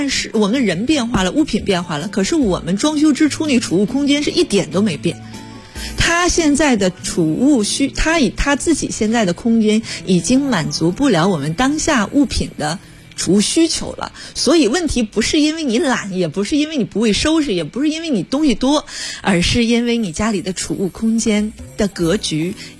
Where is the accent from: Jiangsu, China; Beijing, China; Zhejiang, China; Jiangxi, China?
Beijing, China; 我们北京人